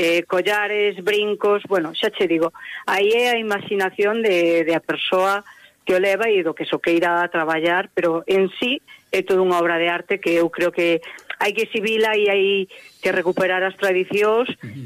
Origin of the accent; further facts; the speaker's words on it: Galicia, Spain; como boa galega e entroideira, pois quero transmitilo, non?